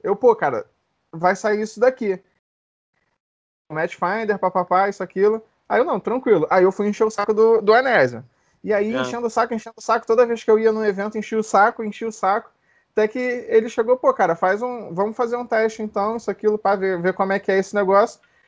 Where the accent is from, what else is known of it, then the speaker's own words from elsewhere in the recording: Rio de Janeiro, Brazil; ele é de Minas, eu sou do Rio.